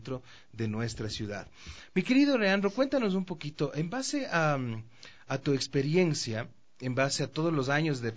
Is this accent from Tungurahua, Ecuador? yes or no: no; Quito, Pichincha, Ecuador; la ciudad, como ciudad, como quiteño, como empresario, como consumidor también de los servicios.